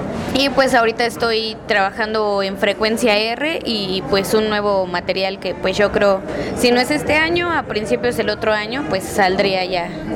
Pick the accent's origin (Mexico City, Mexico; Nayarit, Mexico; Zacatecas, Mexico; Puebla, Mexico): Mexico City, Mexico; soy del Distrito Federal